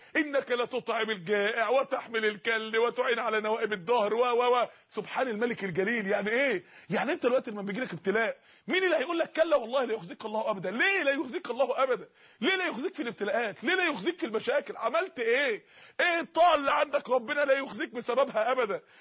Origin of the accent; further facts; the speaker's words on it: Mansoura, Dakahlia, Egypt; عندنا اخت في المنصورة، عندنا في المنصورة جالها سرطان فعلا بحقيقة